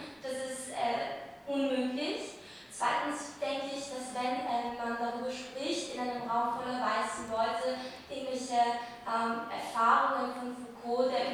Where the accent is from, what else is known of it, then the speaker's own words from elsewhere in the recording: Iran; als Iranerin in der Diaspora